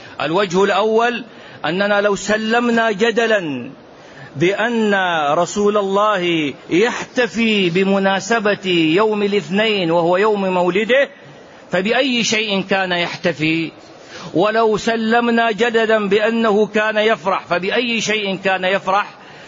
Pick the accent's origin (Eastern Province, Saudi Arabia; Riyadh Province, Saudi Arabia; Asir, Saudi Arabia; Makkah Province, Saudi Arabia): Makkah Province, Saudi Arabia; Mecca; born there; ومحدثكم من مواليد مكة،